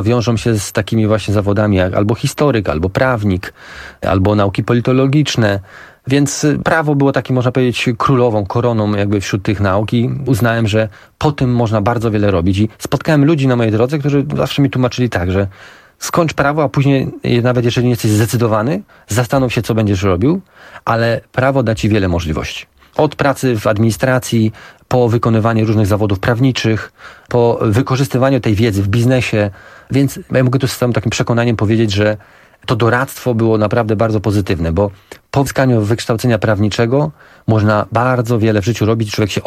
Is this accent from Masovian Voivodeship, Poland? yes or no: no; Turek, Greater Poland Voivodeship, Poland; born there; Tak, rzeczywiście ja się urodziłem w Turku, tam moja cała rodzina, większość mojej rodziny mieszkała i nadal mieszka.